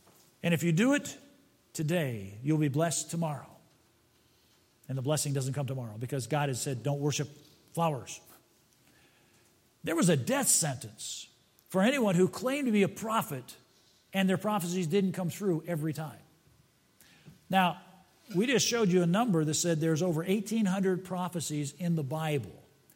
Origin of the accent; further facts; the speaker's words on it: Fort Wayne, Indiana, United States; born there; I was born in Fort Wayne, Indiana.